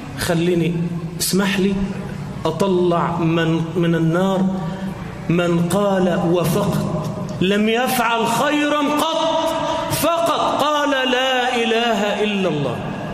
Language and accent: Arabic; Egypt; اللهم اجعل بلدنا مصر آمنة مطمئنة